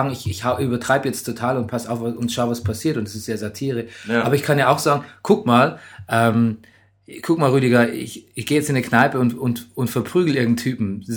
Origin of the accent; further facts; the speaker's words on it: West Germany, Germany; wir sind ja so aufgewachsen im Westen der Republik